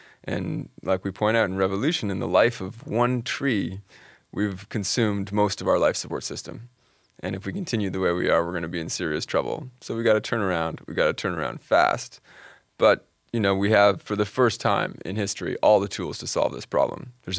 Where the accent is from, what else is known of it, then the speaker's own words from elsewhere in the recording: Canada; The general impression in Canada is that we're a good country environmentally.